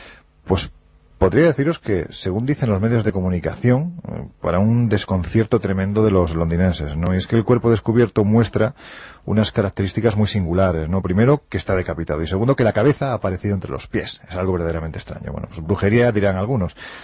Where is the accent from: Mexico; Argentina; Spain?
Spain; Andalusia; Yo parto de la idea de que soy andaluz sin gracia